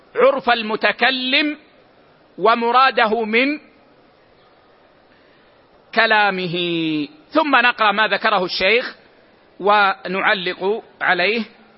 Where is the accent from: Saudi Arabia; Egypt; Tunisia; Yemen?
Saudi Arabia; Medina, Medina Province; يعني مثلا عندنا في المدينة العيش في لهجتنا هو الخبز، هو الخبز